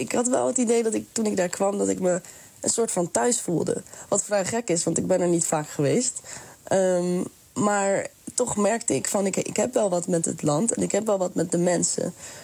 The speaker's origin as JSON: {"language": "Dutch", "country": "Netherlands", "said": "toen ik jong was, klasgenootjes zagen me ook niet als Nederlander. Terwijl ik ben wel een Nederlander. Dus op een bepaald moment ga je denken, ik ben half Surinaams."}